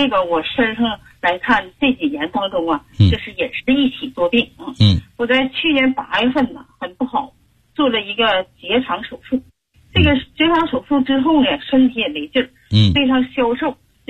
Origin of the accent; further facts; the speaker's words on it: Heilongjiang, China; 我们黑龙江那边啊，气候一变化